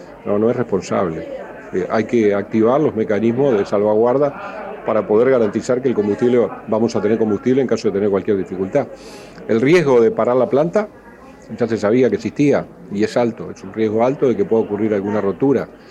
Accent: Paysandú, Uruguay; Y lo digo yo que soy de Paysandú.

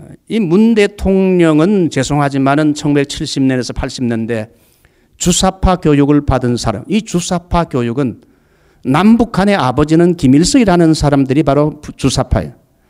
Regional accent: Busan, South Korea; also born or lived in Daegu; 저는 대구 부산에서 이렇게 자라난 사람이에요. 그래서 대구 부산에서 자라고 인천에 가서 공부하고 서울에 가서 공부하고 광주에 가서 제가 훈련 받았기 때문에 한국의 5대 중요한 도시는 제가 다 돌았어요.

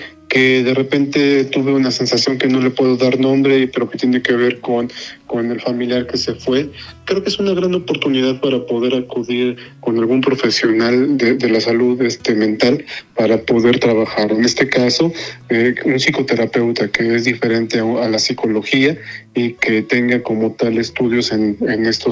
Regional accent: Mexico; lo que nos corresponde como mexicanos en la prehispánica

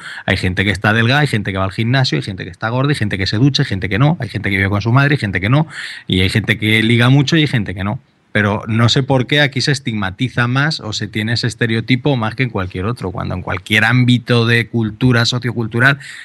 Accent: Albacete, Castilla-La Mancha, Spain; yo soy de Albacete

